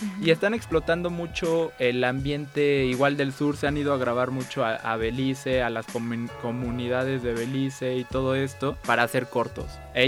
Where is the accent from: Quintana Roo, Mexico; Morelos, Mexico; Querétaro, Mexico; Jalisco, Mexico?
Quintana Roo, Mexico; Chetumal; now in Mexico City, Mexico; desde que llegué a la Ciudad de México fui al teatro. O sea, en Chetumal te digo, nunca había teatro.